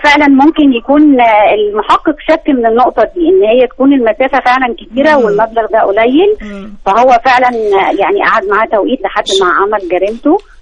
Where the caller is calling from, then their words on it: Alexandria, Alexandria Governorate, Egypt; من اسكندريه